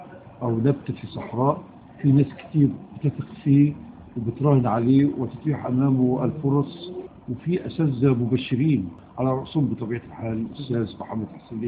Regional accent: Egypt; دايما عندنا في مصر ظاهرة ثورة إلا خمسة

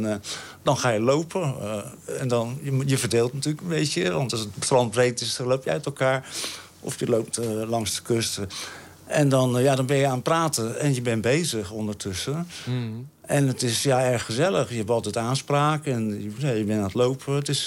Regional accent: Rotterdam, South Holland, Netherlands; Dat is als stedeling, ik kom uit Rotterdam, is dat heerlijk, ja.

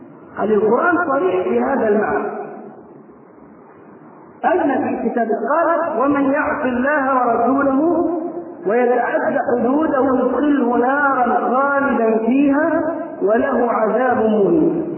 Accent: Egypt; وبدا ينتشر فكر التكفير في قرى مصر ومدنها وصل الى قريتنا

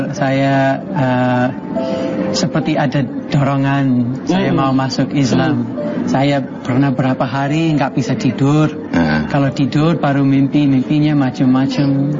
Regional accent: England, United Kingdom; Indonesian is a second language; now in Lumajang, Indonesia; Saya memang bukan orang sini, saya dari Inggris jauh-jauh

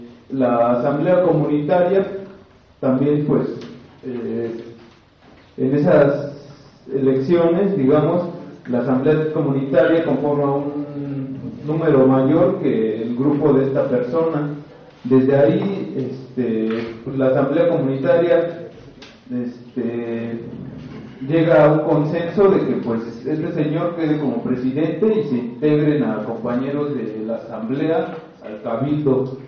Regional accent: Eloxochitlán de Flores Magón, Oaxaca, Mexico; yo soy originario de Azochitlán de Flores Magón. Este municipio está ubicado en la región Cañada, que es Sierra Mazateca, está cerca de Huautla de Jiménez. Este pueblo se rige por usos y costumbres.

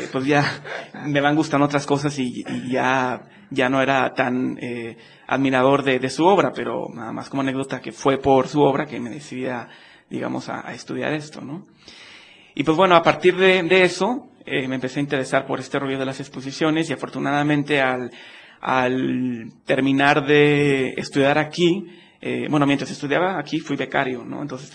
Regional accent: Monterrey, Nuevo León, Mexico; Sí, soy de Monterrey.

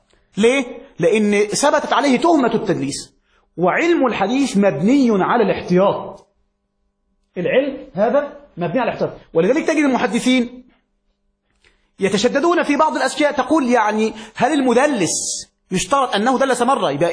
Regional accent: Egypt; وفي مثل عندنا في مصر

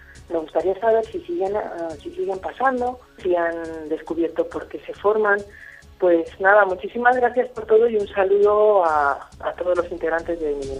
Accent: Madrid, Community of Madrid, Spain; soy de Madrid.

